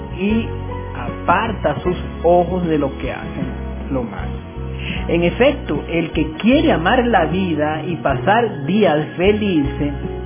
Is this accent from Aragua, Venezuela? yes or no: no; Caracas, Capital District, Venezuela; born there; Soy caraquista porque nací en Caracas realmente